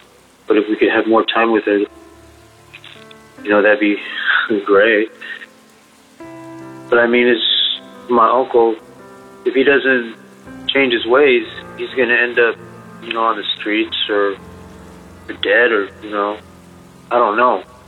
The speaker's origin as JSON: {"language": "English", "town": "Las Vegas", "region": "Nevada", "country": "United States", "said": "I'm from Las Vegas."}